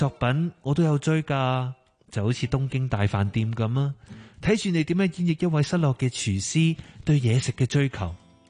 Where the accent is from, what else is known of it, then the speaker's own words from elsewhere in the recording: Hong Kong; 我是一位来自香港的电台主持，